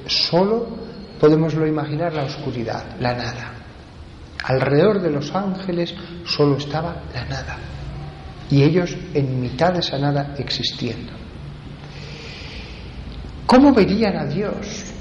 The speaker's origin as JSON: {"language": "Spanish", "town": "Huesca", "region": "Aragon", "country": "Spain", "said": "Yo soy de Huesca, la parte central, el corazón de los Pirineos, y ahí hay montañas impresionantes."}